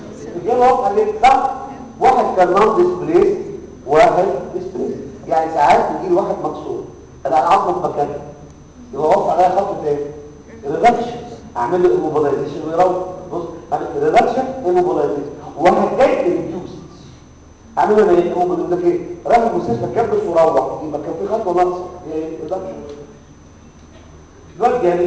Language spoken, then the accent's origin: Arabic; Egypt; لكن احنا عندنا في مصر ما زال الجبس